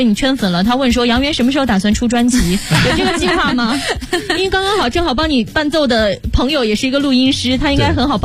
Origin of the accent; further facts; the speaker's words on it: Shaanxi, China; 我是陕西的。